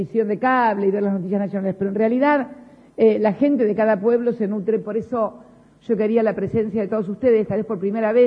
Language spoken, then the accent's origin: Spanish; Río Gallegos, Santa Cruz, Argentina; also born or lived in La Plata; yo provengo también, si bien nací en La Plata, provengo de Río Gallegos